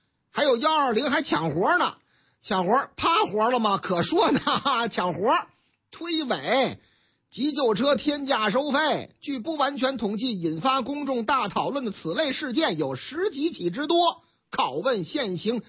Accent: Shandong, China; 我老家的山东商报的报道

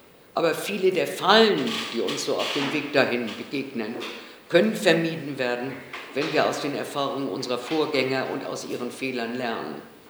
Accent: Hamburg, Germany; von der Internationalen Bolschewistischen Tendenz und ich komme aus Hamburg.

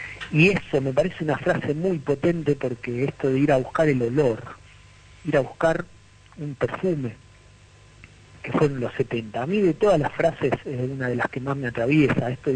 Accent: Rosario, Santa Fe, Argentina; porque aparte de habernos plantado como rosarinos antes, para conmemorar la fecha

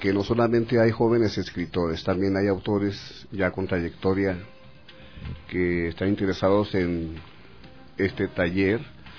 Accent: Ciudad Juárez, Chihuahua, Mexico; Yo soy de Ciudad Juárez. Yo vivo donde empieza o donde termina América Latina. Dentro de México somos una ciudad y una cultura periférica, es muy externa.

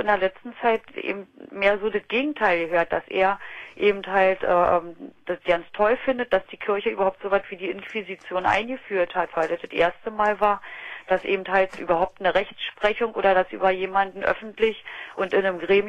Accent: Berlin, Germany; now in Heligoland, Germany; Ich 500 Meter vom Fernsehturm gewohnt und dann gleich so weit weggezogen.

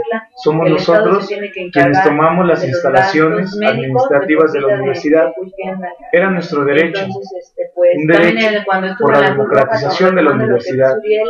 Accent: Matehuala, San Luis Potosí, Mexico; Nosotros somos de Matehuala, San Luis Potosí

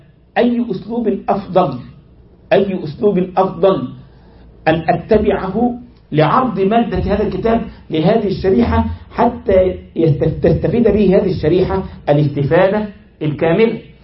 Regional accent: Egypt; تجد بعض الإخوة عندنا في مصر

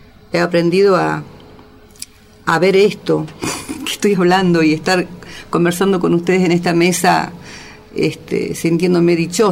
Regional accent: Jujuy, Argentina; nosotros, que somos del lugar, que somos jujeños

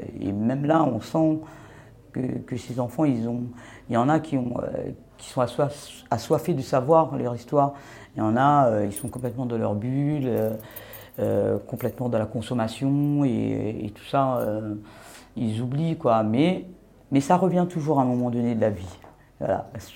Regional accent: Réunion, France; je viens de l'île de La Réunion.

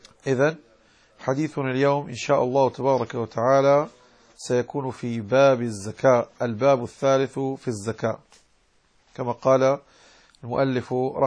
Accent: Morocco; يعني نحن في المغرب نقول في لهجتنا زكاة الزرع يعني زاد ونمى

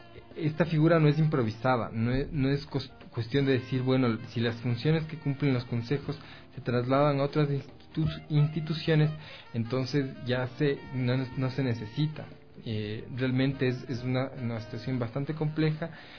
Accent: Ecuador; no muy bien plantados como sociedad ecuatoriana

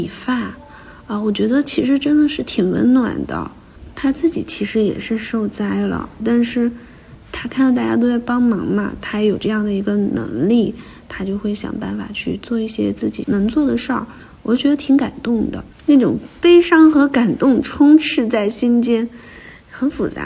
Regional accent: Beichuan, Sichuan, China; now in Beijing, China; 我就开始带着我的学生去我老家北川支教。

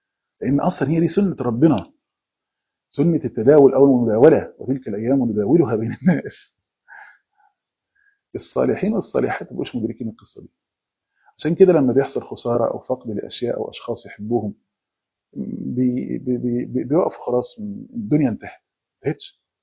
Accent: Egypt; زي ما بيقول عندنا في مصر،

